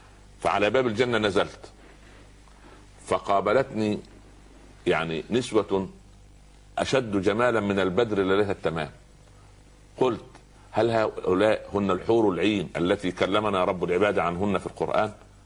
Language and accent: Arabic; Upper Egypt, Egypt; يقول عندنا في الصعيد على القدر برمة